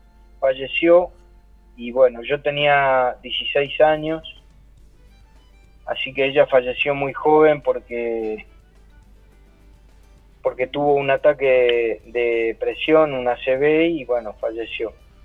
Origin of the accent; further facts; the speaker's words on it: Quilmes, Buenos Aires Province, Argentina; born there; Yo nací en Quilmes.